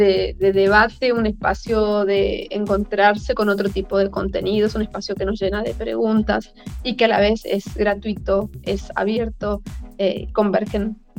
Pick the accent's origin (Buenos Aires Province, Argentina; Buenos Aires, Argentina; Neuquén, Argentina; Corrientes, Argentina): Corrientes, Argentina; yo nací en Corrientes, y bueno, me crié toda mi vida ahí